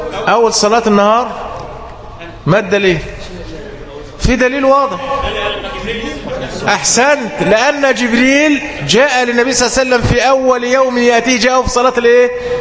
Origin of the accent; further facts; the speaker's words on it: Egypt; وده عندنا في مصر وفي جميع البلاد العربية.